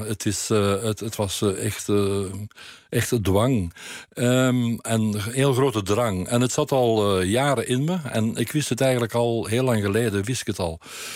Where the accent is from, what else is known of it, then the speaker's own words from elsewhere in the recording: Weelde, Flanders, Belgium; also born or lived in Turnhout; Ik ben in Turnhout geboren, maar in Weelde opgegroeid.